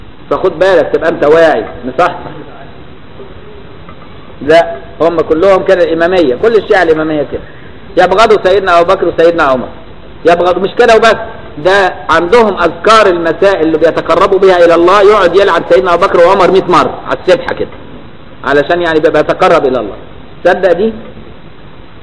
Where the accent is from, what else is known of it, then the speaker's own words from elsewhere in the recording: Egypt; شعب غريب، الشعب المصري ده شعب غريب. مش بقول كده عشان أنا مصري